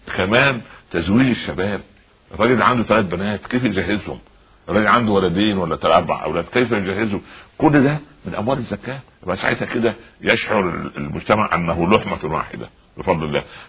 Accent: Egypt; تعودنا عليه كمصريين وعرب

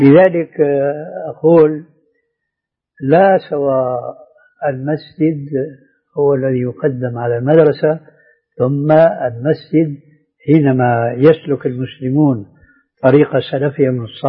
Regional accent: Damascus, Damascus Governorate, Syria; كان عندنا في دمشق مروج موقوفة لرعاية الخيل

